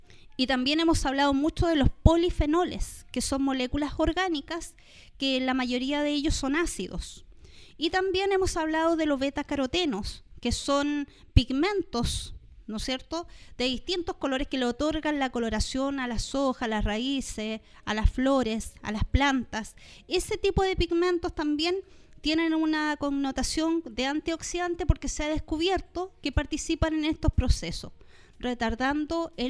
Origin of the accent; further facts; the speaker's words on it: Patagonia, Chile; Para quienes somos de la Patagonia, sabemos que es un arbusto endémico de la Patagonia chilena y argentina.